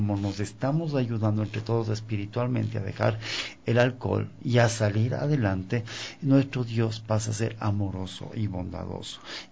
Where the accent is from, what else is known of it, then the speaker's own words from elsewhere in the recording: Ecuador; yo soy ecuatoriano